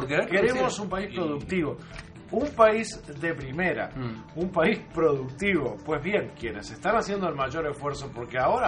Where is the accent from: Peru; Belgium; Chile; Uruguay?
Uruguay; Lo que nos duele a nosotros como uruguayos es la vergüenza de que esta noticia, de estas sanciones, trasciendan.